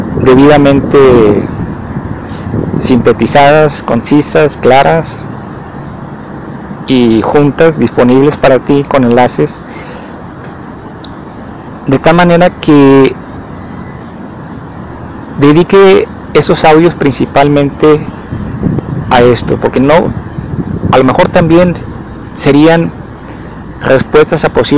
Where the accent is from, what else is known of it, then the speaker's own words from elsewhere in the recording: Mazatlán, Sinaloa, Mexico; now in Guadalajara, Mexico; cuando estuve viviendo en Mazatlán, que es la ciudad de donde vengo, la ciudad en que nací, de donde vengo, aquí a Jalisco